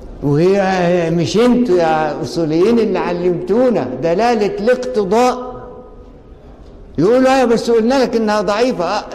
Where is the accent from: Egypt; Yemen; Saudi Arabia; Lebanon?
Egypt; لقينا كله تصويره ضعيف، واحنا مصريين